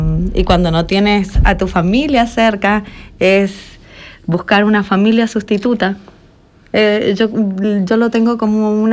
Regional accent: Argentina; now in Germany; Yo soy de Argentina. Realidad hace mucho tiempo que no estoy en Argentina porque antes de llegar a Alemania, por casualidad, fui a visitar a mi abuelo en España.

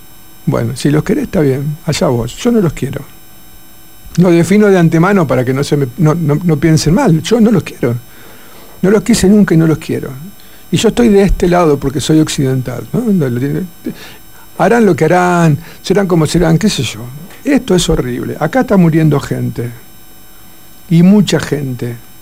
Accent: Argentina; lo que somos los argentinos es esto

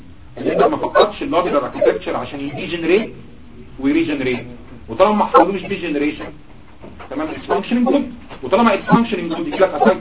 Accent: Egypt; طبعا الكلام ده عندنا في مصر في الارياف ما كانش بيتم غالبا

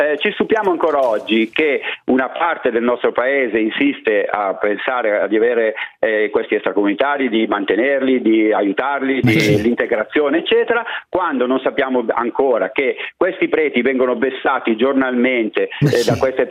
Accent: Como, Lombardy, Italy; dato che sono di Como

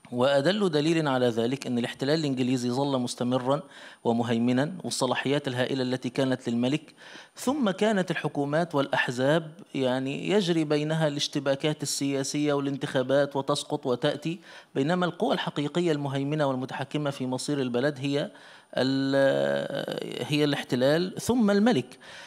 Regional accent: Egypt; وحدث عندنا في مصر مساخر كثيرة

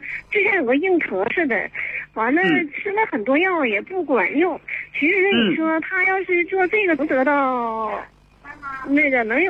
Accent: Shenyang, Liaoning, China; 我是来自沈阳的，辽宁沈阳

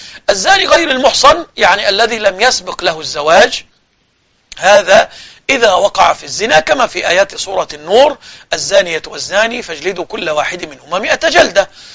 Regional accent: Egypt; وهذا كان موجود إلى وقت قريب عندنا في مصر في الصعيد بالذات

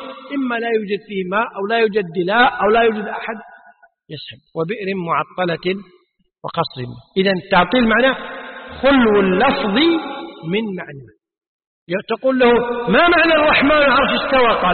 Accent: Kuwait; حرف عندنا بالكويت العامة تسمي طريف

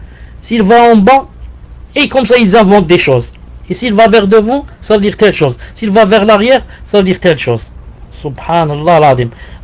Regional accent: Algeria; Chez nous, il n'y a pas les roux, il y a seulement les cheveux noirs. Donc, il n'y a pas ça chez nous en Algérie.

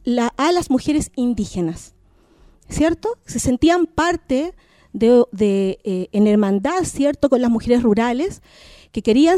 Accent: Santiago, Santiago Metropolitan Region, Chile; yo soy nacida y criada en Santiago, evidentemente, pero soy mapuche

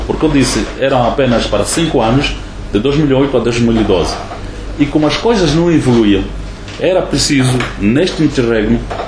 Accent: Angola; eu sou angolano, sou …

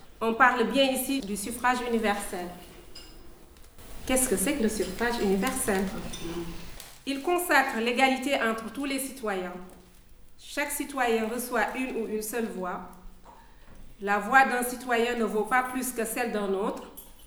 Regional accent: Overseas France, France; born there; je tenais à le dire parce que je suis née en Outre-mer

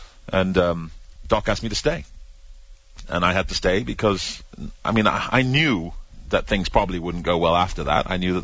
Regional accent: United Kingdom; Some people cited being British.

